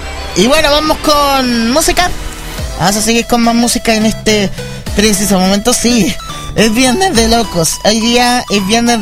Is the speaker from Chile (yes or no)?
yes; Chile; Uy, Dios, lástima que yo soy de Chile, pero igual ahí con respeto interno.